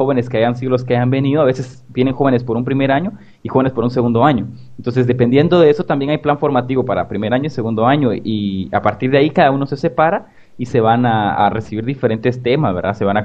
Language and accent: Spanish; Guatemala; soy de Guatemala y estoy haciendo parte también aquí del movimiento latinoamericano